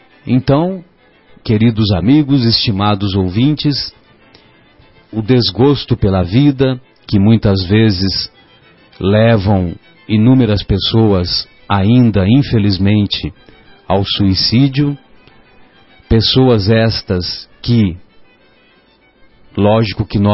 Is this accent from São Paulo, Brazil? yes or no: yes; São José do Rio Pardo, São Paulo, Brazil; Lá em São José do Rio Pardo, de onde eu sou, a terra onde eu nasci